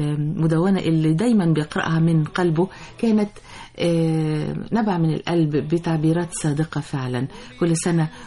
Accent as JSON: {"language": "Arabic", "country": "Egypt", "said": "ولو ما كناش إحنا كمصريين معنيين"}